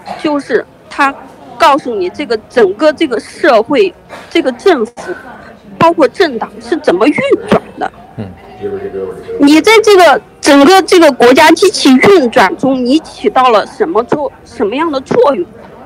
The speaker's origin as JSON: {"language": "Chinese", "country": "China", "said": "我们从小，我们大陆人从小，我们根本就不知道他教的那些东西，"}